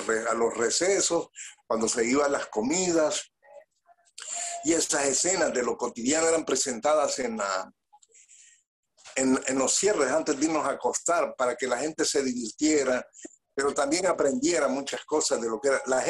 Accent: Choluteca, Honduras; born there; porque hay en Choluteca hace un calor tremendo, la gente se sintió muy bien en ese clima de mi ciudad natal.

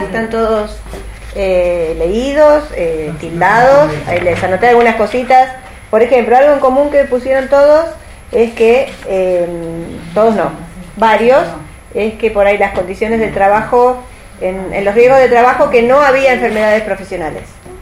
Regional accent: Balcarce, Buenos Aires Province, Argentina; Yo soy de Balcarce.

